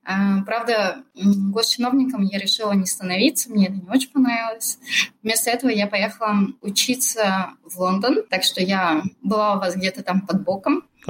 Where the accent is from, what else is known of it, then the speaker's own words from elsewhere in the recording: Perm, Perm Krai, Russia; moved away; also born or lived in Moscow; Вообще, я из Перми. Потом я сама переехала в Москву, где я училась.